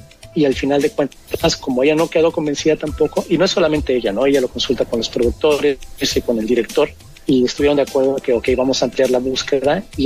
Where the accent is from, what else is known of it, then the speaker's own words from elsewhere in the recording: Mexico; lo cambiaron a mexicano porque yo soy mexicano